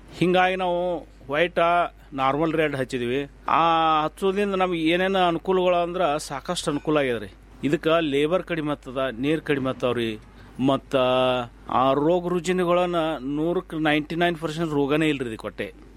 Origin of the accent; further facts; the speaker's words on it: Ratnapur, Karnataka, India; ನಮ್ಮ ಊರು ರತ್ನಾಪುರ ತಾಲೂಕು ತಿಕೋಟ ಜಿಲ್ಲಾ ಬಿಜಾಪುರದವ್ರು.